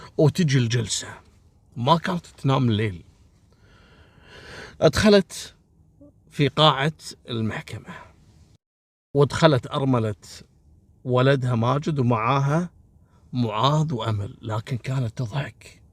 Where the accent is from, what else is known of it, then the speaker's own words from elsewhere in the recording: Kuwait; أصلا عندنا في الكويت هنا ما تشوفون موضوع سحب الجناسي والمزورين